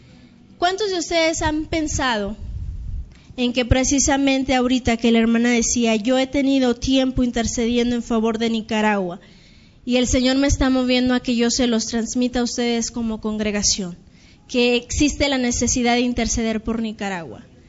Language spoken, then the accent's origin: Spanish; Mexico; Está habiendo mucho problema en la actualidad para nosotros como misioneros mexicanos.